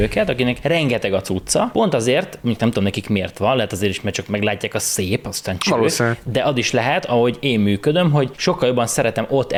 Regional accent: Békés, Hungary; ahol én voltam békésen, ahol felnőttem, nagyon sok roma származású ember

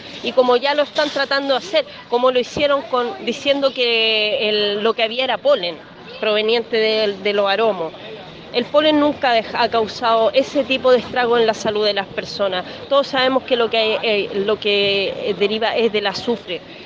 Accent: Quintero, Valparaíso, Chile; soy quinterana, nací y criada en Quintero. Mi familia está en Quintero, mis amigos están allá luchando.

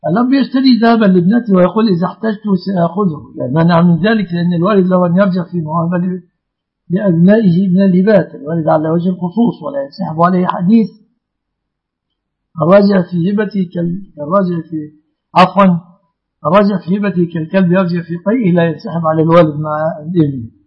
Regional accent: Mansoura, Dakahlia, Egypt; والله أنا من المنصورة يا أخي

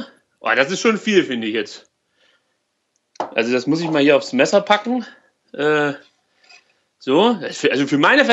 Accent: East Germany, Germany; Bei uns in der DDR gab es halt nichts anderes

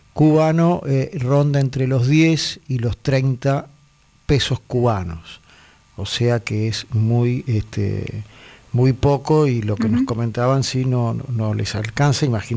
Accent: Buenos Aires, Argentina; Me quedaría acá. Yo soy porteño.

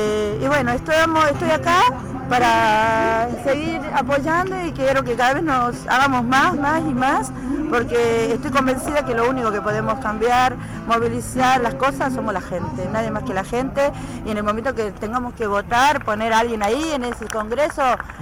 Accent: Andalgalá, Catamarca, Argentina; soy de Aldalgalá, Catamarca. Estoy acá en este momento me encuentro en Buenos Aires, frente al Congreso

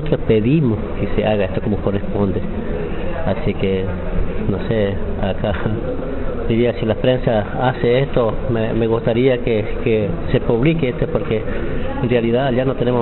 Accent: Estanislao del Campo, Formosa, Argentina; yo soy de jurisdicción de Estanislaus del Campo, provincia de Formosa. Vivo en una comunidad

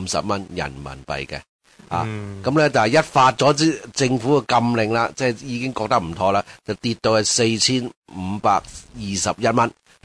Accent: China; 我们中国人民呢就对资本主义十分之仰慕的，天生呢我们的基因呢都是有资本主义，

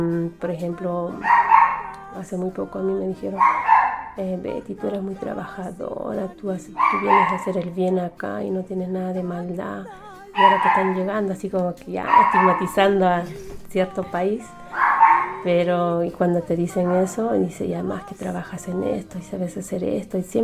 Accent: Puno, Peru; moved away as an adult; Yo soy de Puno, de nacimiento peruana, pero siempre me identifico ser aymara antes de ser peruana. En donde sea. Estoy aquí más de 20 años

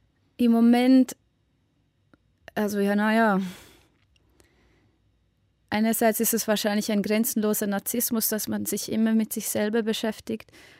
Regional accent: Switzerland; ich glaube, dass diese Themen umso wichtiger sind für mich als Schweizer Act quasi anzusprechen

